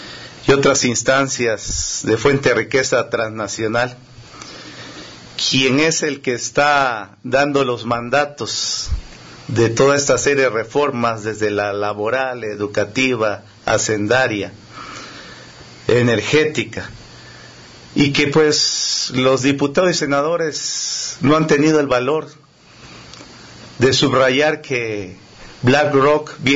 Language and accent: Spanish; Mexico; como mexicanos nos falta poner el dedo en el renglón.